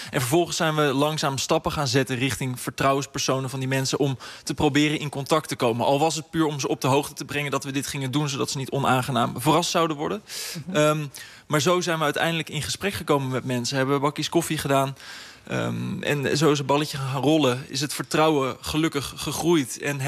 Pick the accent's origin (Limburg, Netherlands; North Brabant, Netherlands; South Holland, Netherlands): South Holland, Netherlands; The Hague; Want die verhalen, wij komen uit Den Haag, die zijn natuurlijk heftig om te lezen